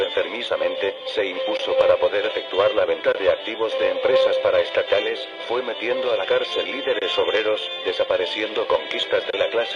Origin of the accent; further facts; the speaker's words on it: Mexico; A estos pido, como mexicano, como periodista, con la pluma en la mano